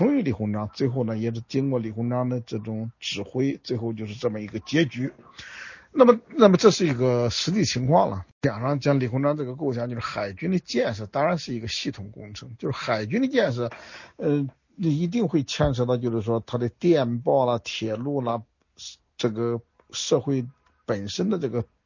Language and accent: Chinese; China; 我们中国人就很习惯的，就是说我们不会去主动出击